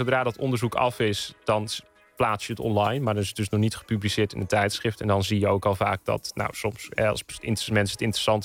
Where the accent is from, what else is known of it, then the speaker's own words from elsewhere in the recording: Elburg, Gelderland, Netherlands; ik ben zelf opgegroeid in Elburg. Dat is op de Veluwe.